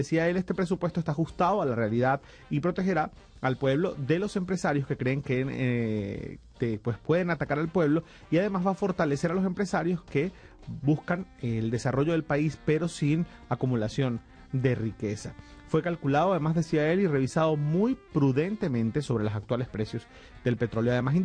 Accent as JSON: {"language": "Spanish", "country": "Venezuela", "said": "es que cambiar un poco la cultura como venezolanos y venezolanas"}